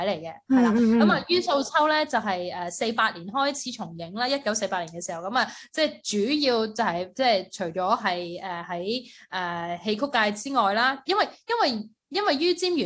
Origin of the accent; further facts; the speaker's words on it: Hong Kong; 而家我哋香港人比较熟悉啲就系阿恒儿啦、阿定欣佢哋